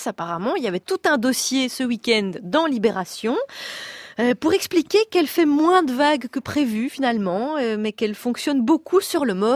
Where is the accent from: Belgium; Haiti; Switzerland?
Belgium; je vous rappelle, on est belge